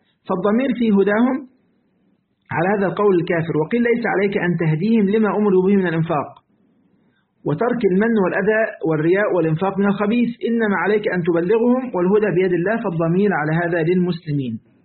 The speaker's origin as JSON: {"language": "Arabic", "country": "Egypt", "said": "لسه أنا طبعا يعني عندنا في مصر، تمام، أزمة الدولار بقى والذهب خلاص"}